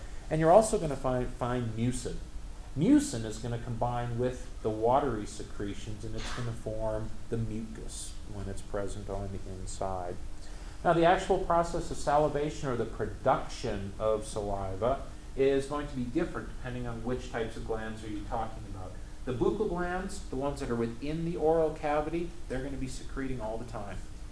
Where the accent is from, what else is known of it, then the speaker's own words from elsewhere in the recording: North Dakota, United States; Yes, I say root. I can't say root. I come from North Dakota.